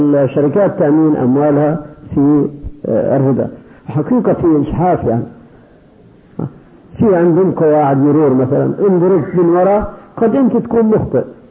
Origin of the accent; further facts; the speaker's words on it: Kuwait; لكن عندنا في الكويت يوميا 10 قتلى